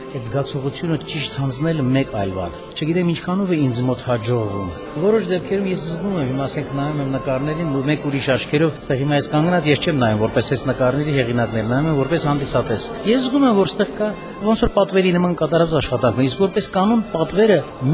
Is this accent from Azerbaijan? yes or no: no; Goris, Syunik, Armenia; born there; Ծնվել եմ Գորիսում, սովորել եմ Երևանի Պոլիտեխնիկական ինստիտուտի ճարտարապետական բաժնում։